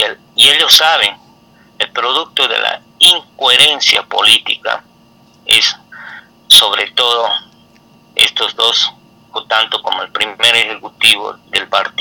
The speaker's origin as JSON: {"language": "Spanish", "country": "Bolivia", "said": "Primeramente en mi país lo que tiene que avanzar el gobierno, hay que ser crítico, porque queremos que cuando haces una crítica tiene que ser constructiva para que este gobierno sea mejor. Entonces Bolivia tiene que crear"}